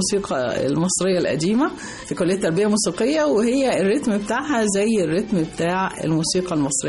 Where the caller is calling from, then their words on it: Italy; وأنا بقى من إيطاليا أحب أسمع أغنية